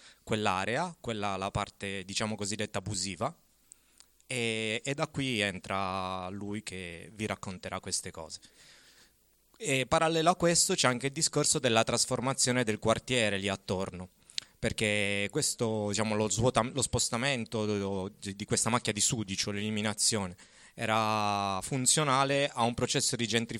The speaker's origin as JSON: {"language": "Italian", "town": "Turin", "region": "Piedmont", "country": "Italy", "said": "io faccio solo il facilitatore in quanto torinese ex di Aurora"}